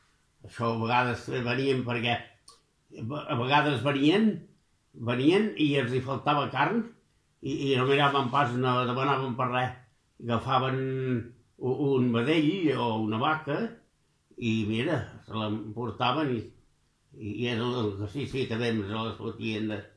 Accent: Santa Pau, Catalonia, Spain; born there; Al Sallent. Al Sallent és aquí a Santa Pau.

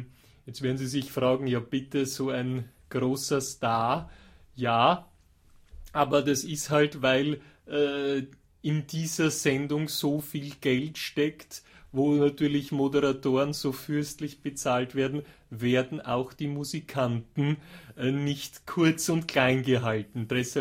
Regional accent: Austria; Ich bin zwar kein Wiener, aber auch als Österreicher ist mir natürlich die indogene wienerische Variante lieber.

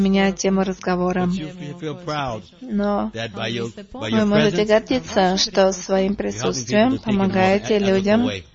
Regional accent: Sarajevo, Bosnia & Herzegovina; я сама из Сараево

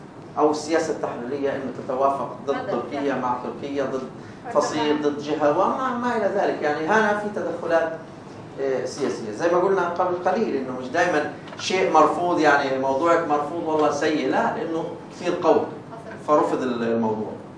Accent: Palestine; في إشي مرتبط فيها كفلسطيني بنتظر

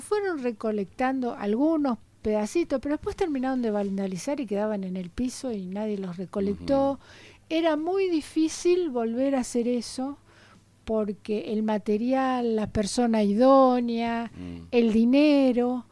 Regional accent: Buenos Aires, Argentina; por ahí en Buenos Aires, los que somos de Buenos Aires

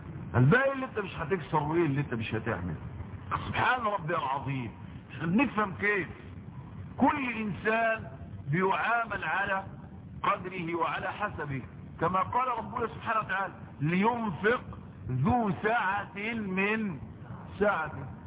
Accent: Egypt; انا رجل غلبان لسه انا مصري هي دي مصر

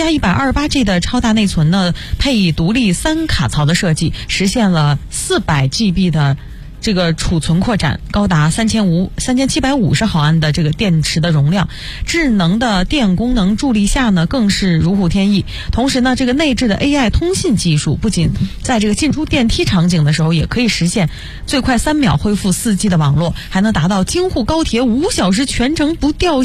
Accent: China; 我们中国人就比较喜欢这个颜色。

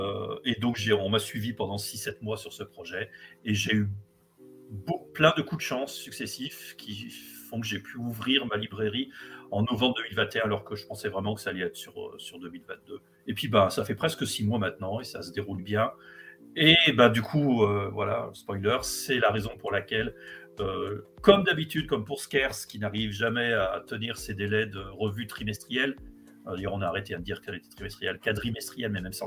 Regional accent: Lyon, Auvergne-Rhône-Alpes, France; now in Lille, France; je suis lyonnais d'origine, lillois depuis un an et demi

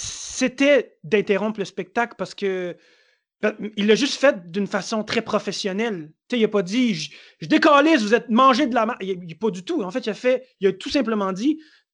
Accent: Montreal, Quebec, Canada; moi, je viens de Montréal. Montréal, c'est chez moi.

